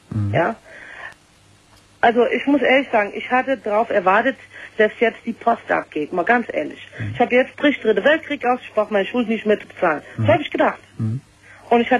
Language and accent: German; United States; now in Wiesbaden, Germany; Und ich bin Amerikanerin und zum Teil auch Deutsch. Und ich wohne hier in Deutschland. Seit einiger Zeit, ich wohne in Wiesbaden und im Westend.